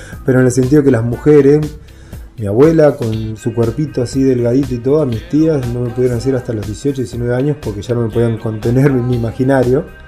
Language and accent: Spanish; La Pampa, Argentina; Mirá que acá en el 95 yo vine de la Pampa, me quería ir